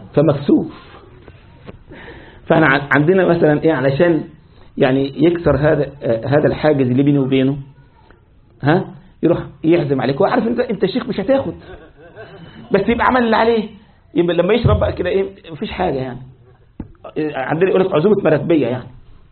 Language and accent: Arabic; Egypt; زي ما احنا بعض الأشرب عندنا في مصر وفي الشام يسموها بوظة.